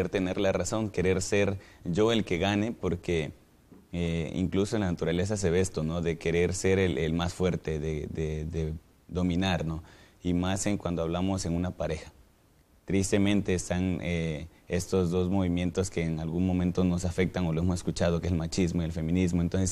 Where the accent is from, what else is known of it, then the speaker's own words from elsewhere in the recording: Cárdenas, Tabasco, Mexico; soy de Cárdenas, Tabasco y estudio licenciatura en teología.